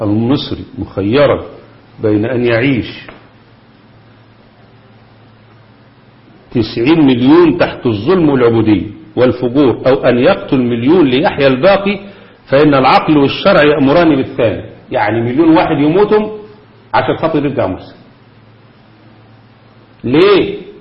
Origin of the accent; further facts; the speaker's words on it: Egypt; ده اللي بيحصل عندنا في مصر، بس هنا مصر خدت الدرس.